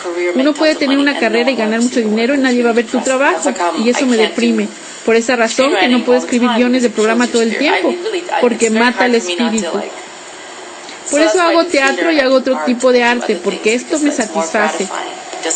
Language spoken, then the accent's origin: Spanish; Los Angeles, California, United States; Cuando yo me crié en Boyle Heights, no había dónde ir para estudiar teatro.